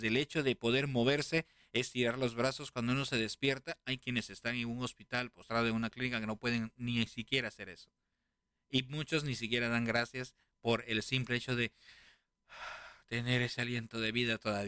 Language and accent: Spanish; Lima, Peru; born there; como dicen en Lima, donde yo nací, Perú